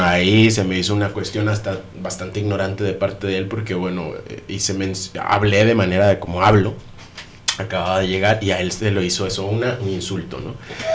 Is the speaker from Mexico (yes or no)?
yes; Veracruz, Mexico; incluso en México, en la parte donde yo soy, que es de Veracruz